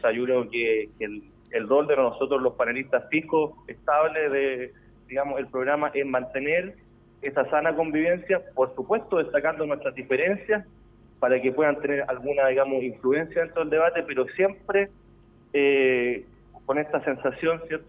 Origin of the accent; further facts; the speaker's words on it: Talca, Maule, Chile; si bien yo soy de Talca, siempre estamos recorriendo la región